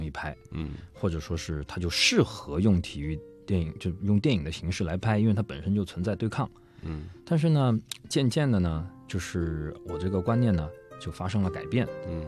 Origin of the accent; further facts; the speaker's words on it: China; 就是对我们中国人来说，在他们那个地方其实是蛮有那个文化的